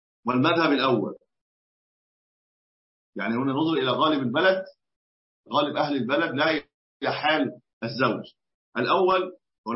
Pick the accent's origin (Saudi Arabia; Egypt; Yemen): Egypt; أصل الرطل كان عندنا في مصر كمان قديما كان الرطل